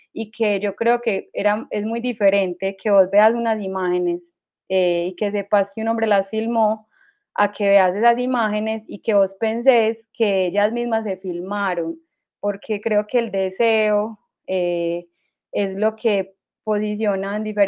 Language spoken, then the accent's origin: Spanish; Antioquia, Colombia; accent: Medellín; Creo que este acento ahora es como el acento colombiano